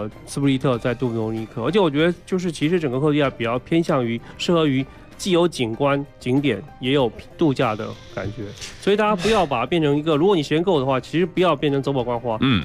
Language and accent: Chinese; China; 我觉得它拥挤肯定没有我们中国人这么多嘛